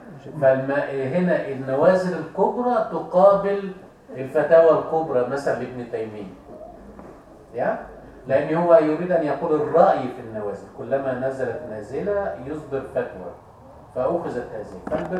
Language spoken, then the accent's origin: Arabic; Egypt; يعني مثلا عندنا في مصر